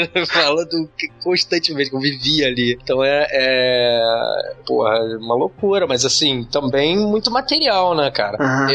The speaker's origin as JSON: {"language": "Portuguese", "region": "Rio de Janeiro", "country": "Brazil", "tie": "born or raised there", "said": "eu nasci em Jacarepaguá, que é um bairro que na época que eu nasci em 76, era um bairro bem quase rural, né? Um bairro bem isolado. Eu cresci em casa, num condomínio fechado, assim, na beira da mata."}